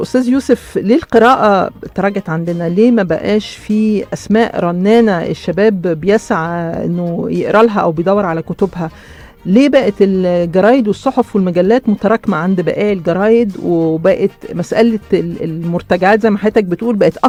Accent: Egypt; موجود عندنا في مصر في فترة ما, لكن توقف

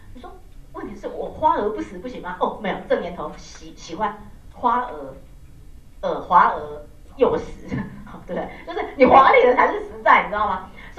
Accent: Taiwan; 你看我们台湾人都真的

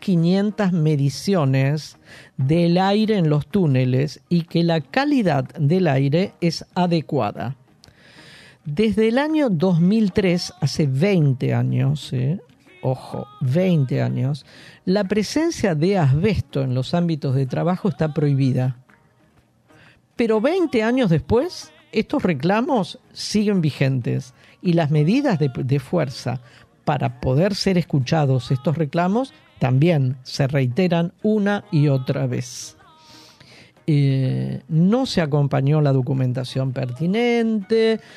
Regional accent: Buenos Aires, Argentina; Las medidas de fuerza, lamentablemente, como porteños, las vivimos y las padecemos

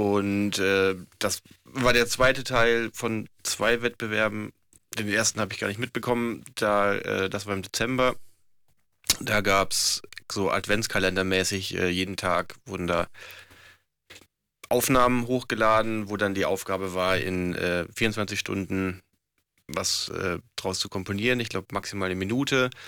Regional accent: Southern Germany, Germany; da komme ich aus Süddeutschland, und da ist irgendwie, gibt's Blasmusik, weiß ich nicht, Tradition, oder jedes Ort hat eigentlich irgendwie so seine eigene Blaskapelle.

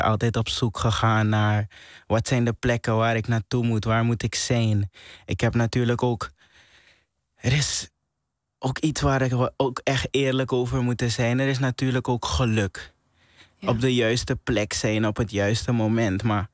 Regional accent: Suriname; als kind die opgroeit in Suriname, heb je altijd ambities om naar het buitenland te gaan.

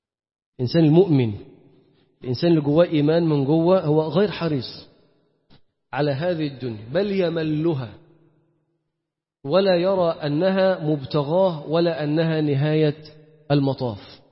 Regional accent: Egypt; التركيبة بتاعتنا احنا كمصريين، تركيبتنا احنا كمصريين غير قابلة

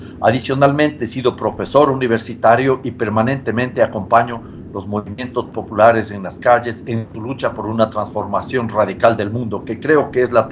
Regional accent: Ecuador; economista ecuatoriano, una persona comprometida con los procesos de cambio en mi país

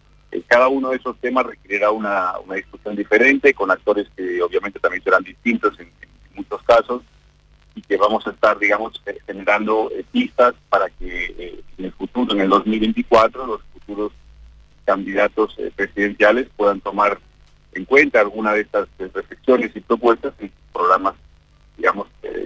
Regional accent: Galicia, Spain; now in Uruguay; es un país maravilloso para vivir, y donde yo como gallego encuentro muchísimas cosas en común, ¿no?, con lo que es mi vida, mi familia y mi origen.

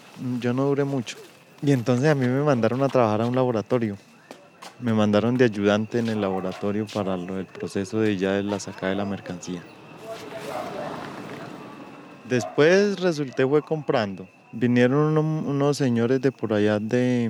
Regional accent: San Vicente del Caguán, Caquetá, Colombia; now in Huila, Colombia; Soy de San Vicente del Caguán, Caquetá. Antes trabajaba con la coca en cuando la zona de extensión. Ahora vivo por acá en el Huila, trabajo con el café.

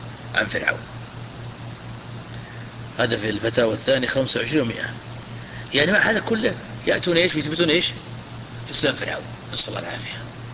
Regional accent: Najd, Saudi Arabia; عندنا في نجد

